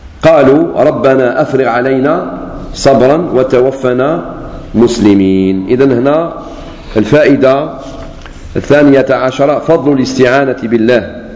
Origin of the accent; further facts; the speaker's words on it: Algeria; كما قلت لكم قبل ما تصرف فتنة الدماء عندنا في الجزائر